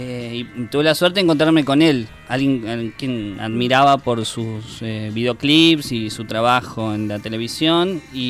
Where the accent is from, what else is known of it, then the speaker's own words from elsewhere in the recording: Martínez, Buenos Aires Province, Argentina; vi que en Olivos, yo soy de Zona Norte, Martínez, en Olivos, había un taller de cine